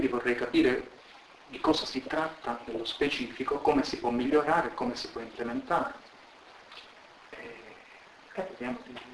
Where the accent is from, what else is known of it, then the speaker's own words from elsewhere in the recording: Calabria, Italy; now in Pisa, Italy; Sono originario della Calabria, della campagna della Calabria